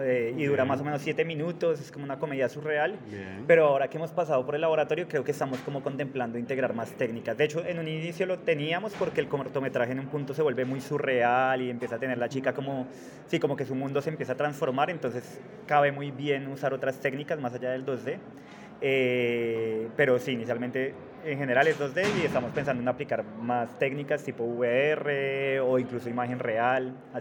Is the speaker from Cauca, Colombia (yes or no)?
no; Bogotá, Colombia; De Colombia.